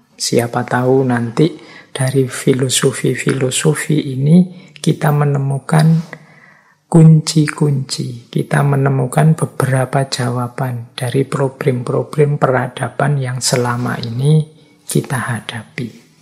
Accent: Java, Indonesia; Ya memang karena basis saya, ya saya aslinya orang Jawa. Jadi mengkaji budaya Jawa itu seperti menggali diri sendiri.

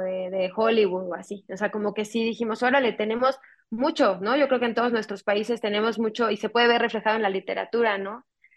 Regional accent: Mexico City, Mexico; mi coescritora y yo, y el gran parte del equipo creativo detrás de Huesera, crecimos en la Ciudad de México, somos latinoamericanas

